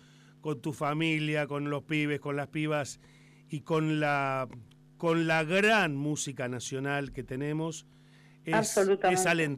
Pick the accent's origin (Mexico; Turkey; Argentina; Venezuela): Argentina; yo la verdad es que me siento muy argentino charlando contigo